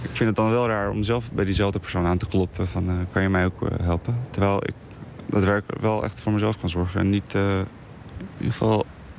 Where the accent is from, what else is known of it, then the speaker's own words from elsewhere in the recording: Bosnia & Herzegovina; now in Netherlands; Want ik kom zelf uit Bosnië dus. En het is iets wat je daar nooit zou zien.